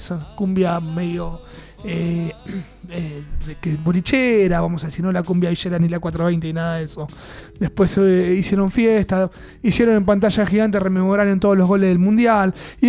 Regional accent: Solano, Buenos Aires Province, Argentina; Usted sabe de dónde nosotros salimos, de Solano. Sí. Vivía en la zanja.

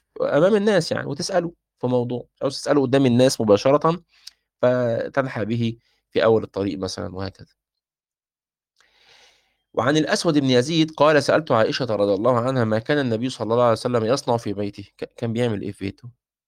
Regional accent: Egypt; احنا عندنا في مصر مش معتادين الاكل باليد

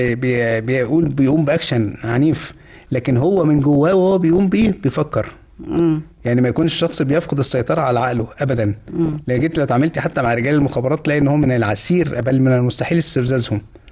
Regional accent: Tanta, Gharbia, Egypt; انا طنطاوي لغايه ما اتخرجت من الكليه، انا متخرج من طب طنطا.

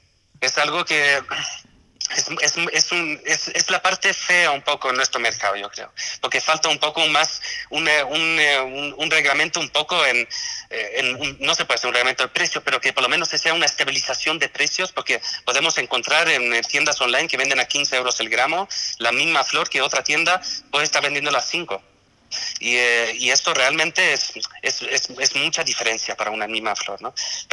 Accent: Sweden; Yo soy, nací en Suecia, he vivido en Suecia muchos años

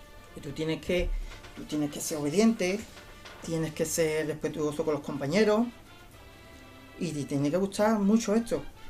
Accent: Dos Hermanas, Andalusia, Spain; El Lunes Santo estoy en mi pueblo, que yo soy de Dos Hermanas, aunque soy de adopción sevillano, pero yo soy de Dos Hermanas.

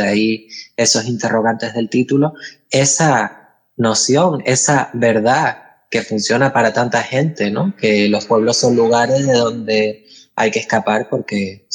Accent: Buenavista del Norte, Canary Islands, Spain; cuando se celebraron allí en mi pueblo, en Buenavista del Norte, una jornada sobre diversidad sexual en los entornos rurales

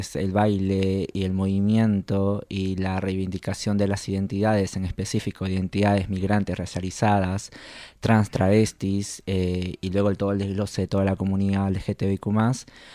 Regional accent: Peru; now in Argentina; yo vengo de la escena de Perú.

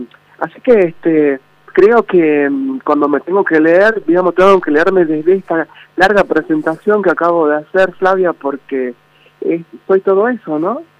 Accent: Tartagal, Salta, Argentina; yo soy de Tartagal, de la provincia de Salta, he nacido ahí y he vivido más de 40 años en este pueblo, en una ciudad, digamos, que está al límite ya de la frontera con la hermana República de Bolivia

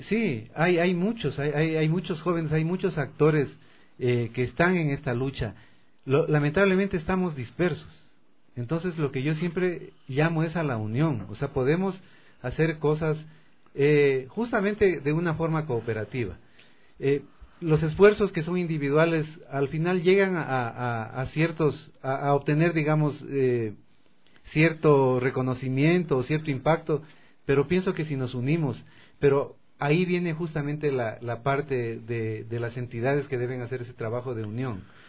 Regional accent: Loja, Ecuador; a mí me dicen tú lojano, sí, soy lojano, pero soy ecuatoriano.

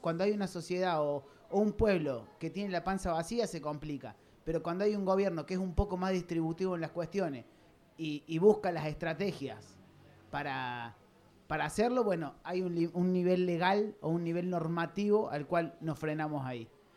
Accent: Córdoba, Argentina; a mí me pasó de nacer en una provincia que tiene como que es medio como híbrida. Yo soy de Córdoba, una provincia recontra gorila

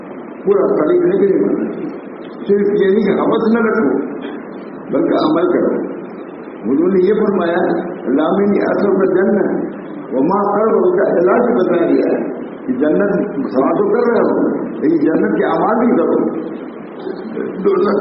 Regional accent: Allahabad, Uttar Pradesh, India; الہ آباد میں کیونکہ رہتا ہوں اور کوئی نہیں کرتا ہے میں کہتا ہوں تو میں شہر کا ہوں

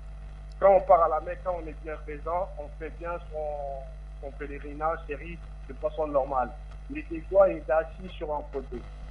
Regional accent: Mali; moi je vous assure, je suis malien, j'ai entendu pas mal d'histoires

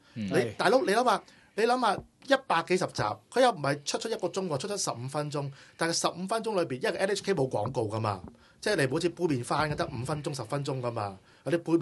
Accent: Hong Kong; 即系我哋香港人，我哋中国人嗰啲兄弟

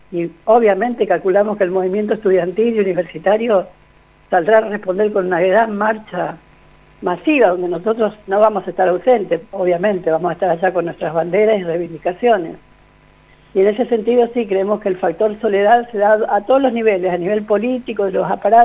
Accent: Chaco, Argentina; Bueno, yo soy del Chaco

